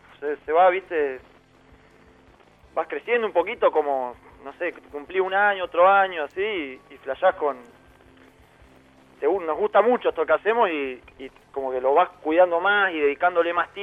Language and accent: Spanish; Neuquén, Argentina; somos de Neuquén nosotros y ya lo escuchábamos ahí en el barrio, ¿viste?